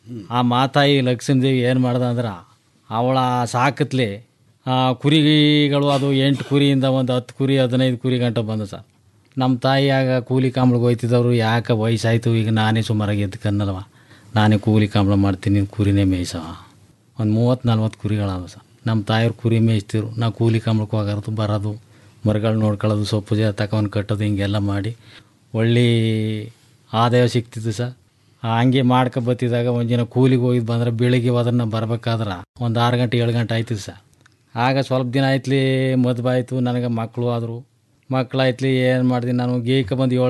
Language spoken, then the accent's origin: Kannada; Danayakanapura, Karnataka, India; Sir, ನಮ್ಮದು ಡಣಾಯಕನಪುರ sir.